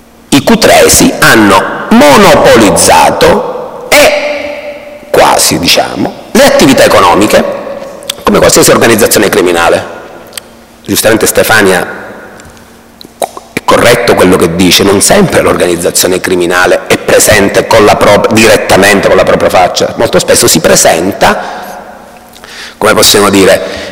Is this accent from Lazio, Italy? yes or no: no; Palermo, Sicily, Italy; se le cronache le seguo io che sono da Palermo, di ciò che accade dalle vostre parti